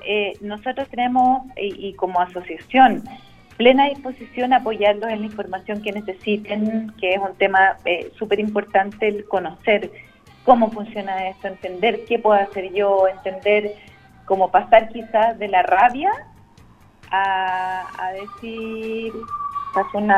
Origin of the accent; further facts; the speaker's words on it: Chile; ¿cuál es nuestro proyecto país como chilenos para el largo plazo?